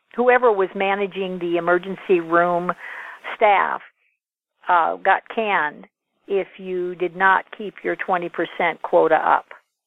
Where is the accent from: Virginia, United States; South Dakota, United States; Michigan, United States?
South Dakota, United States; I grew up in South Dakota near the Native Americans, and my dad is part Native American